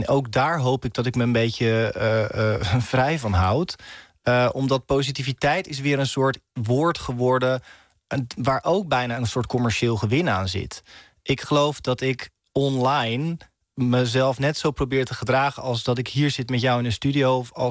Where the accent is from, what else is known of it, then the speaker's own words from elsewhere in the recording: Rotterdam, South Holland, Netherlands; En ik kom uit Rotterdam, dus ik kom op mijn fiets.